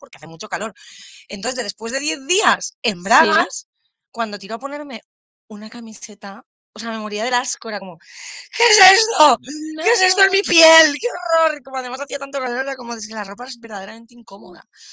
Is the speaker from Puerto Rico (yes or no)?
no; Valencian Community, Spain; A ver, es que soy valenciana. Yo ya, o sea, los valencianos nos vestimos en verano con ropa de verano y en invierno con mucha ropa de verano.